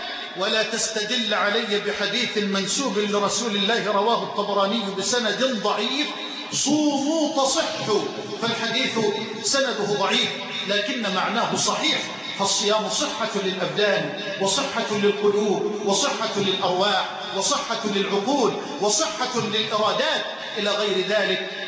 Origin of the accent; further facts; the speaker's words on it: Egypt; اللهم اجعل بلدنا مصر أمنا أمانا